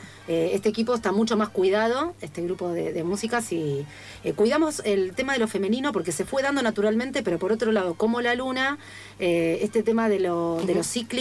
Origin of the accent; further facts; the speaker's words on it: Argentina; siendo argentina y bailando hace tantos años flamenco